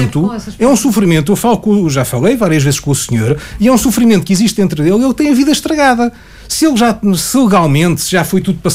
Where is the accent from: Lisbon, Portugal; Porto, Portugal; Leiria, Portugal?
Lisbon, Portugal; Eu nasci e criado ali no Desterro. Andei no Externato Luís de Camões, na Almirante